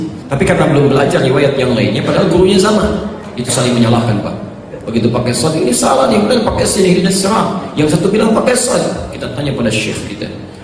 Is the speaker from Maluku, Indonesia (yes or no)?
no; Jakarta, Indonesia; Kita orang Betawi belajarnya ke situ ya.